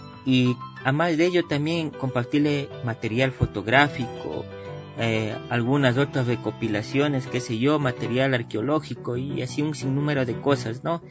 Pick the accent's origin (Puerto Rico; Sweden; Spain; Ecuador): Ecuador; Cumbayá, Pichincha; si yo soy de Cumbayá y tengo esta oportunidad hoy de prepararme, ¿por qué no puedo aportar a mi parroquia, al lugar donde nací, al lugar donde son mis padres?